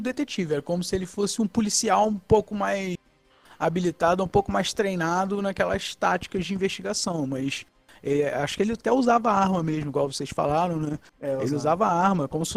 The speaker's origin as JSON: {"language": "Portuguese", "town": "Paraíba do Sul", "region": "Rio de Janeiro", "country": "Brazil", "said": "Sou de Paraíba do Sul, mas como ninguém vai conhecer mesmo, é melhor dizer que é o estado do Rio de uma cidade do estado do Rio de Janeiro."}